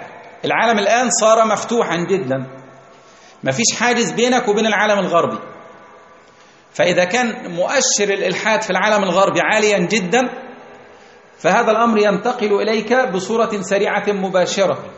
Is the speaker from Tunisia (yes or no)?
no; Egypt; تعال عندنا في مصر ثورة 52